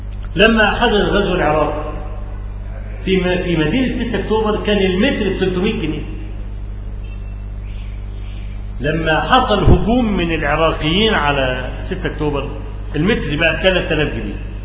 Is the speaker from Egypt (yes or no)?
yes; Egypt; فكلامي مش لأني أنا مصري